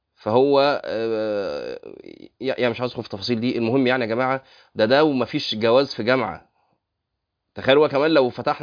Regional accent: Egypt; نسبة الطلاق عندنا في مصر شكلها إيه بقى؟

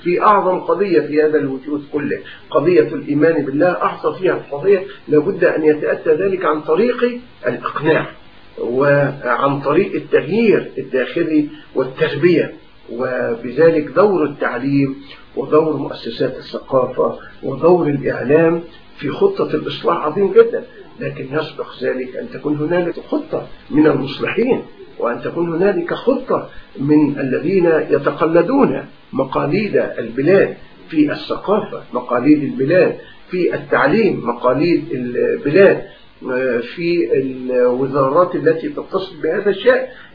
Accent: Egypt; ونحن عندنا في مصر نماذج لهذا.

